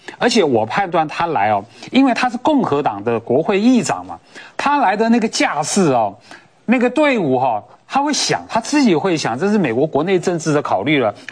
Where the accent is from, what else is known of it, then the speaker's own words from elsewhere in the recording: Taiwan; 中国没有权利决定任何外国人，包括我们台湾人能去哪里，不能去哪里